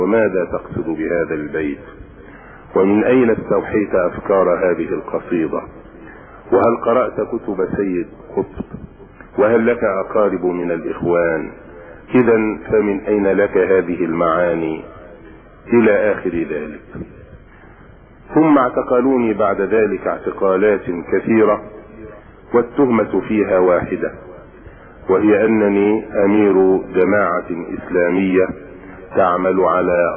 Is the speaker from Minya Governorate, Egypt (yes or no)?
yes; Minya Governorate, Egypt; also born or lived in Dronka, Asyut; ومحل ميلادي درونكة إحدى قرى أسيوط. وقد عشت طفولتي في الصعيد، وبخاصة في محافظة المنيا.